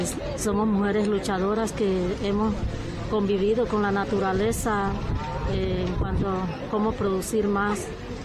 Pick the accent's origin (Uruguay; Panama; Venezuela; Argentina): Panama; porque como panameñas tenemos derecho a nuestras propias decisiones y decidir qué es lo que queremos en nuestro territorio.